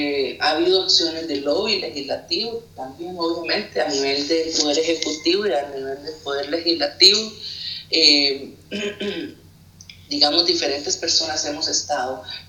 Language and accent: Spanish; Costa Rica; tenía un 90% de rechazo aproximadamente en mi país